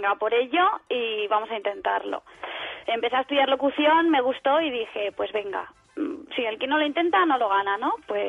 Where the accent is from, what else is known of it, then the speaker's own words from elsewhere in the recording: Asturias, Spain; Yo soy asturiana